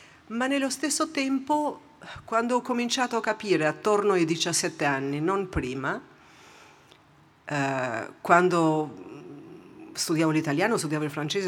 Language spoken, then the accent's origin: Italian; Albania; Italian is a second language; moved away as an adult; also born or lived in United States; now in Switzerland; Io praticamente ho passato 28 anni in Albania e sono adesso quasi 28 anni che ho vissuto fuori dall'Albania. Quindi sono albanese, ma sono svizzera, poi ho vissuto per 11 anni e mezzo negli Stati Uniti